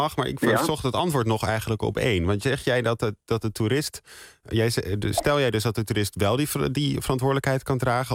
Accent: Amsterdam, North Holland, Netherlands; Nou, ik kan zelf als Amsterdammer daar iets over zeggen natuurlijk.

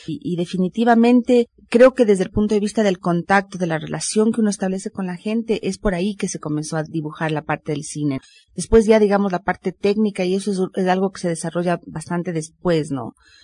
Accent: Quito, Pichincha, Ecuador; born there; Bueno, yo nací en Quito, hace ya 40 y pico de años.

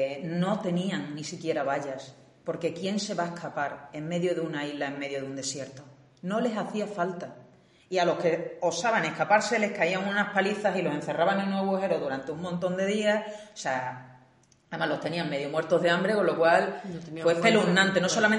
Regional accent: Spain; moved away; llevaba muchísimos años fuera de España y me sentí mal de decir, yo me fui de España, me quito del medio

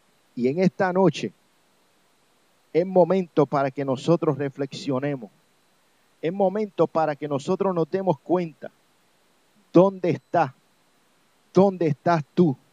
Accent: Puerto Rico; yo soy de Puerto Rico, yo he vivido mucho tiempo en Puerto Rico y la mayor parte de mi vida yo me crié allá.

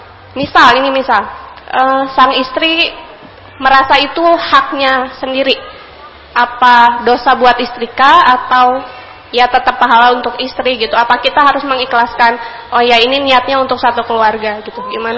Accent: Padasuka, West Java, Indonesia; Saya dari Padasuka.

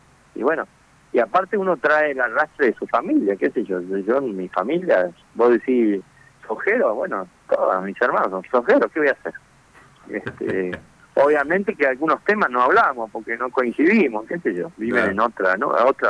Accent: Buenos Aires, Argentina; born there; Yo nací en Buenos Aires hace

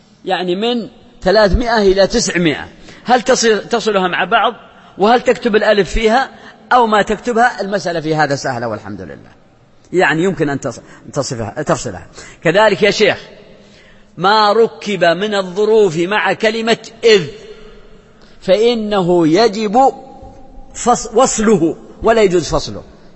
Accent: south, Saudi Arabia; وأنا من الجنوب وأعرف هذا

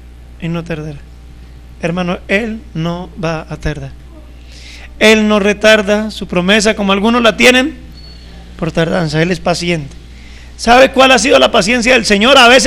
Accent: Colombia; Y nosotros como somos colombianos y nos hemos acostumbrado a ese lenguaje así, un poco golpeadito.

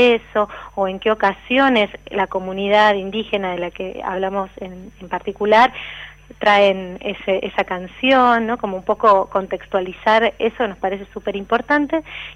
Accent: Argentina; que creemos que esas tres cosas son como un poco parte de nuestra identidad como latinos y como argentinos

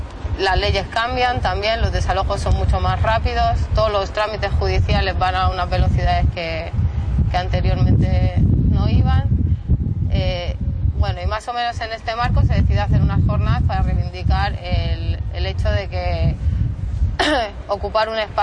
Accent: L'Hospitalet de Llobregat, Catalonia, Spain; de Hospitalet, que es una ciudad tocando con Barcelona.

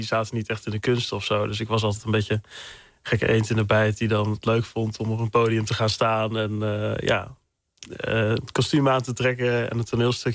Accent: Loon op Zand, North Brabant, Netherlands; Dus ja, wat kinderen in Loon op Zand kregen. Het dorp naast Zwankapelle waar ik vandaan kwam.

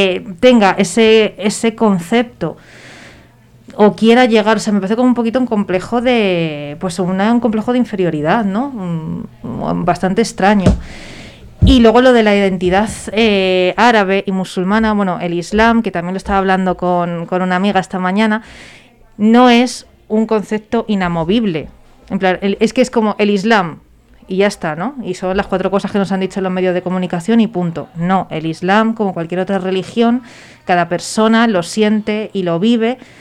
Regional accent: Albacete, Castilla-La Mancha, Spain; ¿de dónde eres? Y es en plan, no, es que soy de Albacete, ¿sabes?

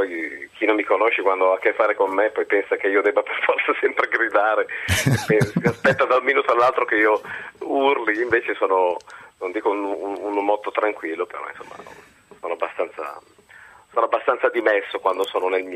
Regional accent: Lombardy, Italy; io vengo dal Varesotto, un'educazione protestante, cattolica, severa

